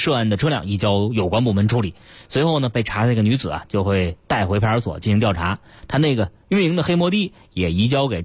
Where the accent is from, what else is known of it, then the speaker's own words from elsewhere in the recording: Shanghai, China; 我们上海人没做过芝麻酱啊，